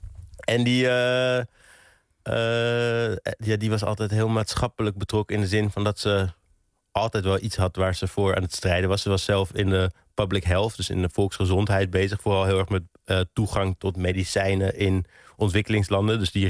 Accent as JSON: {"language": "Dutch", "region": "England", "country": "United Kingdom", "tie": "born or raised there", "said": "Ik ben opgegroeid in Engeland, of in ieder geval geboren in Engeland."}